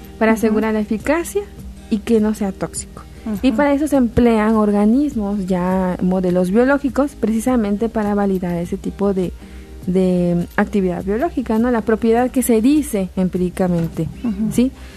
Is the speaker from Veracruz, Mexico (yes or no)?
yes; San Andrés Tuxtla, Veracruz, Mexico; De San Andrés Tuxtla, Veracruz.